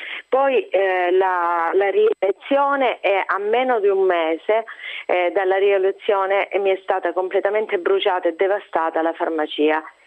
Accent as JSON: {"language": "Italian", "region": "Calabria", "country": "Italy", "tie": "born there", "said": "Io sono nata in Calabria, ma per me è solo un caso, avrei potuto essere cittadina di qualsiasi posto d'Italia."}